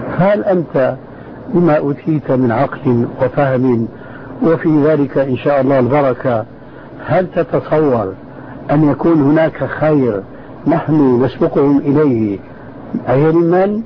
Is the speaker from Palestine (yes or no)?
no; Syria; اسمح لي نصف الكلام يقولون عندنا في الشام ما عليه جواب